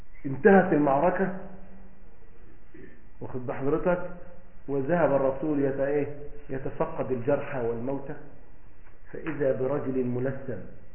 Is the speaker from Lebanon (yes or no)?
no; Egypt; هذا مثلا عندنا في مصر